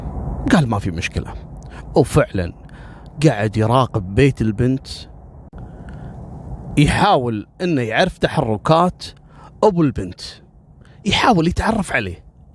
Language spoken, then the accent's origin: Arabic; Kuwait; أنا في قصة صارت عندنا في الكويت في بداية التسعينات